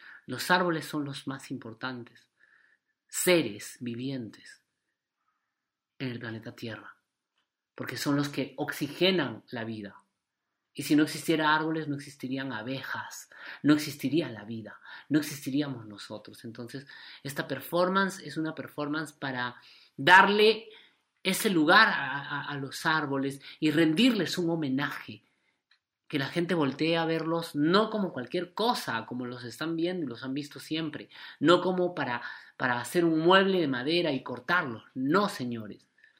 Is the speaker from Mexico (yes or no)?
no; Peru; Allí donde yo nací, de donde vengo, inicia el gran río Amazonas.